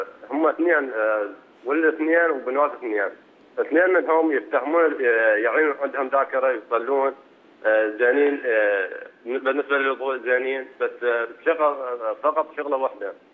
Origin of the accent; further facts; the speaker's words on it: Iraq; اقول لك من العراق انا،